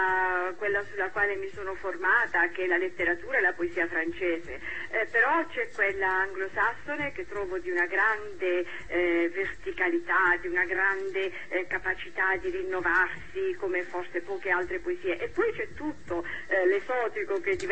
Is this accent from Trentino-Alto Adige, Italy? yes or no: no; Bari, Apulia, Italy; born there; Io sono nata a Bari, come avete detto, ho una forte radice mediterranea